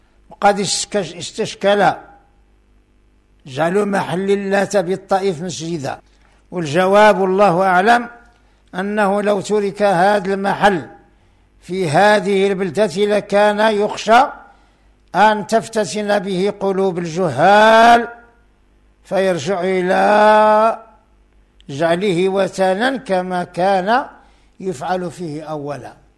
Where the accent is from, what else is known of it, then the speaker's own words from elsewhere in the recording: Morocco; وهنا عندنا في المغرب بعد الأضرحة يطاف بها بالإحرام مثل الكعبة